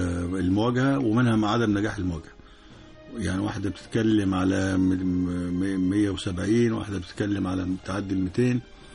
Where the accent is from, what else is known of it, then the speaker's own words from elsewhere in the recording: Egypt; إحنا من مصر قد 15 دولة أوروبية